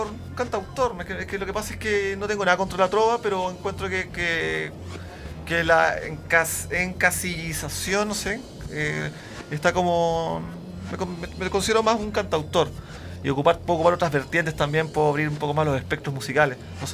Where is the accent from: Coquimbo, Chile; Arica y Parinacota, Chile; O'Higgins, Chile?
Arica y Parinacota, Chile; Arica; now in Santiago, Chile; Sí, soy de Arica y estoy acá en Santiago hace como 10 años, más o menos.